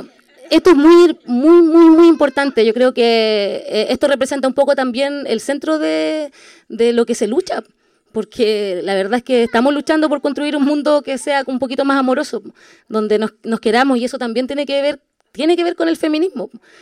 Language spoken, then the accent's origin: Spanish; Temuco, Araucanía, Chile; born there; yo soy chilena, nací aquí en Temuco, pero soy chilena